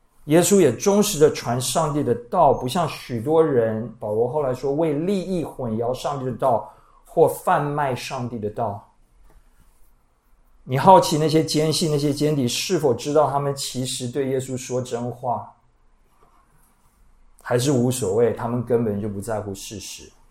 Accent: Taiwan; 尤其我们台湾人听人说我们自己好话之后

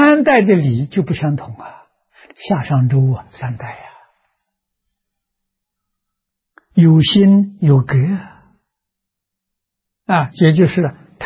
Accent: China; 我们是中国人，为什么去学印度人的？

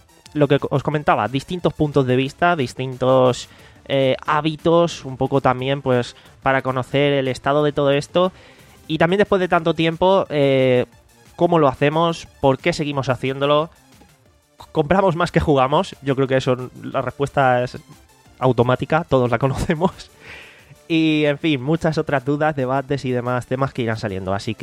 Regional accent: Alicante, Valencian Community, Spain; Tengo 29 años y soy de Alicante.

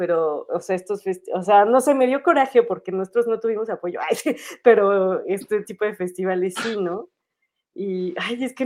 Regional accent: Toluca, State of Mexico, Mexico; que fue en mi pueblo natal

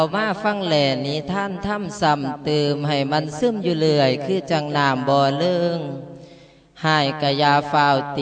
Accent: Nikhom Kham Soi, Mukdahan, Thailand; สำหรับตัวของ … บ้านเกิดเมืองนอนบ้านหน้าอุดมตำบลหน้าอุดมอำเภอนิคมคำสอยจังหวัดมุกดาหาร

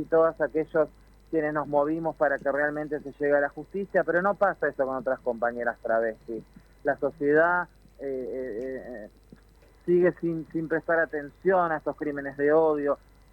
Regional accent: La Matanza, Buenos Aires Province, Argentina; Yo soy matancera, yo soy de La Matanza.

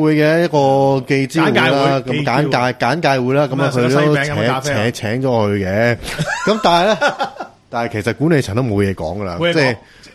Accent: China; 咁咧港人呢一方面就对比我们大陆人就冇优势嘅

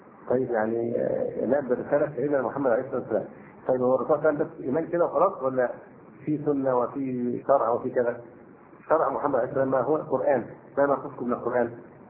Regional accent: Egypt; فموضوع ان المصريين هم بيعزونا عشان احنا مصريين

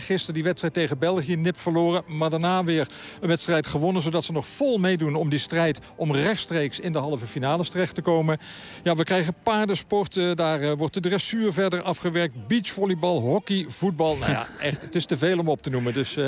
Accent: Netherlands; Dat zijn we niet altijd als Nederlanders, hè?

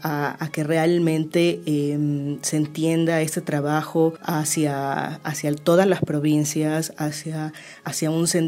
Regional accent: Guayaquil, Guayas, Ecuador; born there; yo nací en Guayaquil

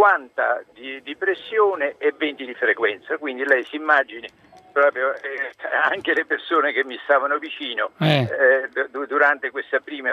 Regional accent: Campania, Italy; io sono napoletano, quindi facendo le corna dico che sto bene

